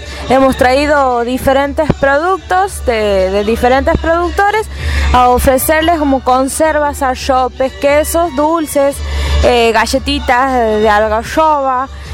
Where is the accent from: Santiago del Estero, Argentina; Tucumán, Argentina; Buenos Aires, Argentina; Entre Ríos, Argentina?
Santiago del Estero, Argentina; venimos del departamento de Guasayán